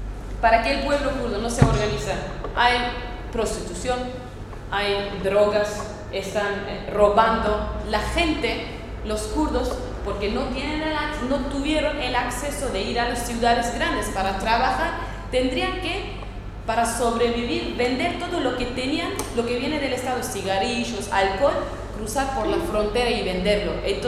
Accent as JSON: {"language": "Spanish", "region": "Northern Kurdistan", "country": "Turkey", "second_language": "Spanish", "said": "vivimos en las fronteras, nos dividieron entre Irán, Irak, Siria y Turquía. Somos gente de la frontera. Y somos, yo soy parte de Turquía, no soy, es el norte de Kurdistán. Soy, a nosotros lo nombran como los turcos de las montañas."}